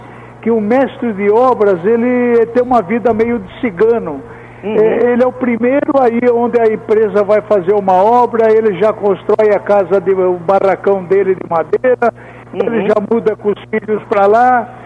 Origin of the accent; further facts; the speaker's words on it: São Paulo, Brazil; meu pai era de São Paulo, Eu mesmo nasci no Brás, na rua Maria Joaquina. O meu pai era da cidade de Amparo, minha mãe nasceu no Canindé, nós éramos daqui mesmo.